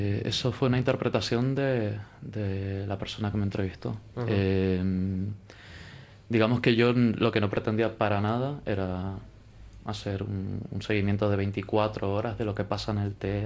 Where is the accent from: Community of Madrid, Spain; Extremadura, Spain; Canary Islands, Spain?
Canary Islands, Spain; Tenerife; Yo creo que los tres venimos de Tenerife